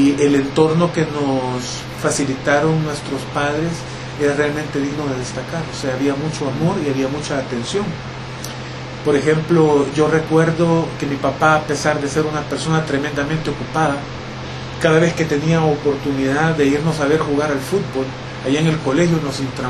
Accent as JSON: {"language": "Spanish", "region": "San Salvador", "country": "El Salvador", "tie": "born there", "said": "Nací aquí en San Salvador."}